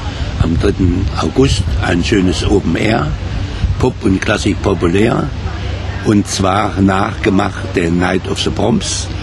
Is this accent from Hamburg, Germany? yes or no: no; Kassel, Hesse, Germany; also born or lived in Wiesbaden; Nein, ich bin Kasseler. Ich habe auch studiert.